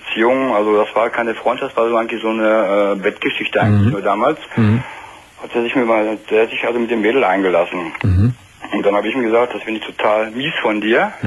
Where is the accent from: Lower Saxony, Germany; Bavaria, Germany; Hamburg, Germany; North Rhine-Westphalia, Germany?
North Rhine-Westphalia, Germany; Wir kommen beide aus dem Ruhrgebiet.